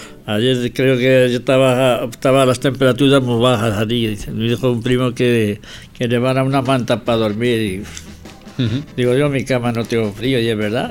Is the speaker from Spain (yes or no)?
yes; Castile and León, Spain; Sí, en Ávila, sí, está a 10 kilómetros de mi pueblo.